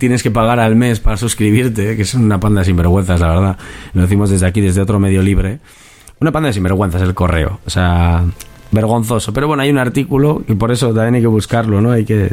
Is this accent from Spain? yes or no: yes; Basque Country, Spain; ahora estamos retransmitiendo desde Bilbao, pero bueno, somos de los aledaños, tú eres de Bilbao, yo soy de aledaños, del Gran Bilbao.